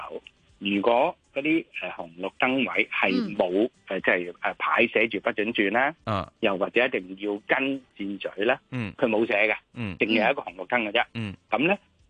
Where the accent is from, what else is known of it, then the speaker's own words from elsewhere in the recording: Hong Kong; 我想我们香港人或者港车北上呢，大部分朋友呢都是没有内地驾驶经验